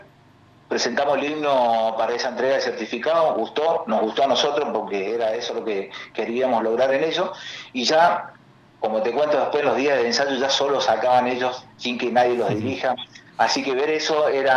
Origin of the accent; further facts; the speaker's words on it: Chaco, Argentina; va a ir a parar hasta el norte, hasta el litoral, de donde yo soy, hasta el Chaco.